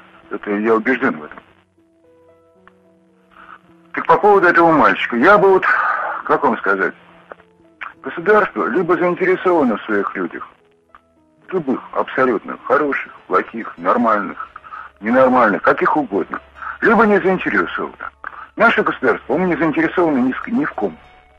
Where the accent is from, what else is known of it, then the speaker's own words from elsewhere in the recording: Moscow, Russia; now in Tver Oblast, Russia; 67 лет, но кое-что я видел в этой жизни. Я коренной москвич. Уехал из этого бедлама в деревню, глухую абсолютно, Тверской области.